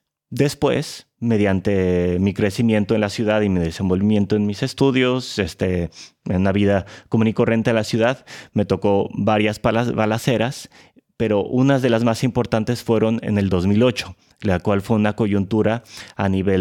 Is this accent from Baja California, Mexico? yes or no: yes; Tijuana, Baja California, Mexico; also born or lived in Mexico City; yo soy nacido en la Ciudad de México, pero desde muy pequeño, alrededor de los 8 años, tuve que migrar hacia Tijuana por cuestiones de trabajo, familiar, etc.